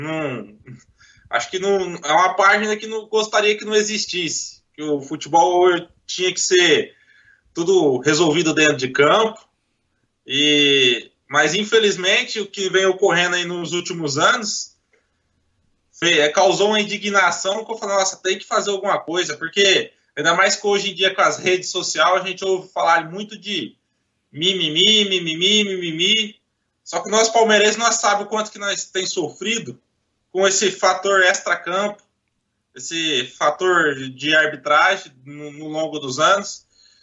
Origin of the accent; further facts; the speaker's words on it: São José do Rio Preto, São Paulo, Brazil; Sou aqui do interior de São Paulo, São José do Rio Preto. Tenho 27 anos.